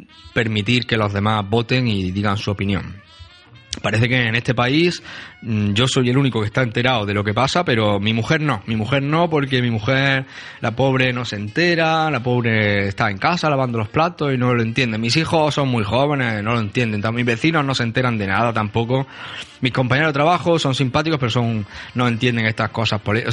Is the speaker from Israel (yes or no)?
no; Spain; somos españoles latinos calientes